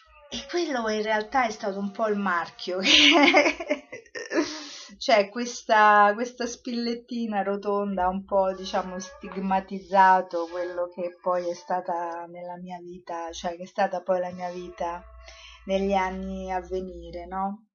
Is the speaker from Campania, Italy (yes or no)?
no; Rome, Lazio, Italy; sono nata a Roma, ho vissuto prevalentemente a Roma